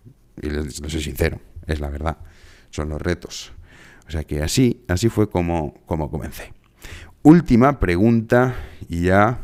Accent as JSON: {"language": "Spanish", "country": "Spain", "said": "yo la verdad es que me siento muy, muy a gusto siendo español, me siento privilegiado. Yo he tenido la suerte de vivir en otros países, conozco otros tantos, tampoco conozco todos los que me gustaría. Pero yo no cambiaría mi lugar de nacimiento."}